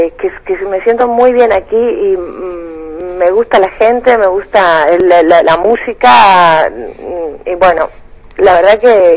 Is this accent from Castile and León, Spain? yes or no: yes; Palencia, Castile and León, Spain; born there; nací en Palencia, que es una ciudad muy chiquita, es como Valencia, la de las paellas, pero con P